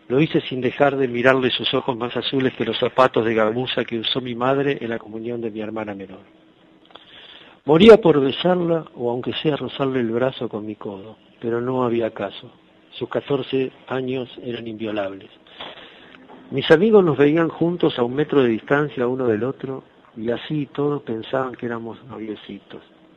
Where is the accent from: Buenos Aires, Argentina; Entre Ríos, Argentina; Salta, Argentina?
Buenos Aires, Argentina; soy de Buenos Aires, Argentina.